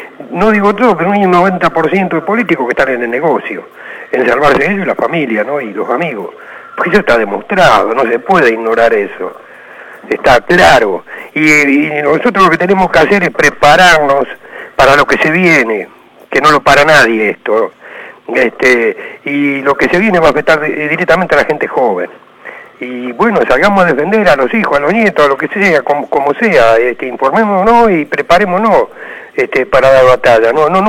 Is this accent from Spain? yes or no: no; Monte Grande, Buenos Aires Province, Argentina; de Montegrande.